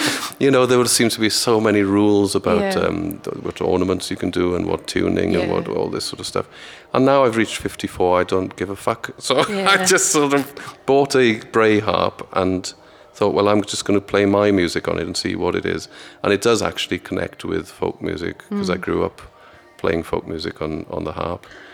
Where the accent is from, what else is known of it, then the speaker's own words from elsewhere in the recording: Aberystwyth, Wales, United Kingdom; I had some sort of bad experiences in growing up in Aberystwyth